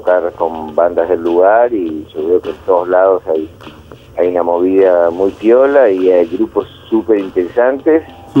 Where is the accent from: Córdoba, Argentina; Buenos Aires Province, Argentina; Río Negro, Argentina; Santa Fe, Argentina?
Buenos Aires Province, Argentina; La Plata; nosotros somos platenses, para nosotros es algo especial, de hecho yo ahora estoy en Villa Elisa, que siempre mantenemos algún lugar acá cerca de La Plata donde pasamos los fines de semana